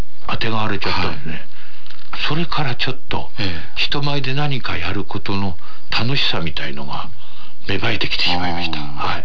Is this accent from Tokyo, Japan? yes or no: yes; Tokyo, Japan; 私が生まれ育ったところは本所というところなんですけども、今の墨田区ですね、浅草から東橋を渡ってすぐのところで生まれたんですけども、